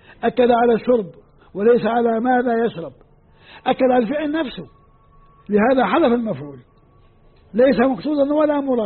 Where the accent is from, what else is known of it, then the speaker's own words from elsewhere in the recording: Jordan; عندنا في الأردن بيقولوا هذا 12 عين عند وادي موسى جنب البتراء